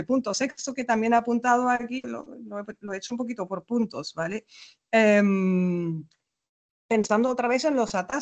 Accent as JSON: {"language": "Spanish", "country": "Germany", "second_language": "Spanish", "lives_now": "Spain", "said": "yo soy alemana"}